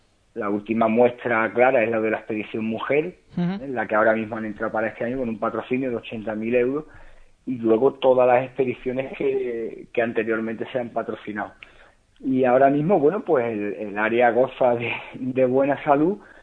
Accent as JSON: {"language": "Spanish", "town": "Málaga", "region": "Andalusia", "country": "Spain", "said": "Porque yo soy malagueño"}